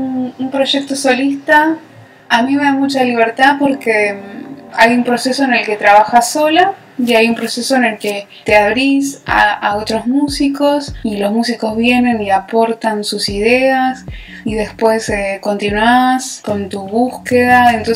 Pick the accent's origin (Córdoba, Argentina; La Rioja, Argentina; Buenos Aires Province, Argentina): Buenos Aires Province, Argentina; Merlo; now in Buenos Aires, Argentina; Yo nací en zona oeste, en Merlo. Viví ahí muchos años y ahora vivo acá, en Capital.